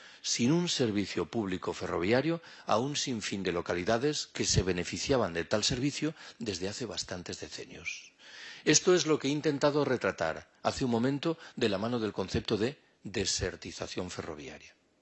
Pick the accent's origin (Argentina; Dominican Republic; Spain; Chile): Spain; Galicia; yo soy gallego. En Galicia hay un proyecto muy avanzado de construcción.